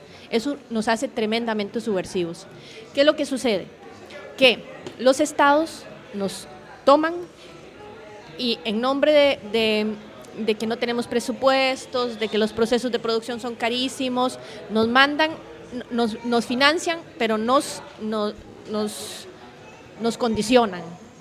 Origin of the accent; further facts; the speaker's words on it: Argentina; me gustaría escuchar lo que no escucho en mi país de Argentina